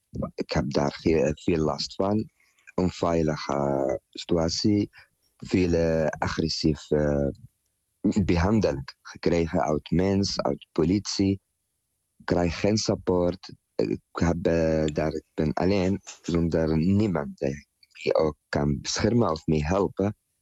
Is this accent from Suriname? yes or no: no; Tunisia; Dutch is a second language; now in Netherlands; Ik ben gevlucht uit Tunesië omdat ik ben niet homoseksueel zijn.